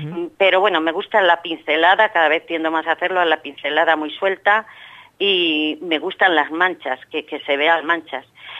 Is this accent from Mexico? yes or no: no; Gallegos de Hornija, Castile and León, Spain; moved away as an adult; now in Madrid, Spain; Yo llevo muchos años en Madrid, pero nací y viví toda mi niñez y toda parte de mi juventud, hasta los 20 años quizás, en un pueblo muy pequeñito de la provincia de Valladolid, se llama Gallegos de Urnija.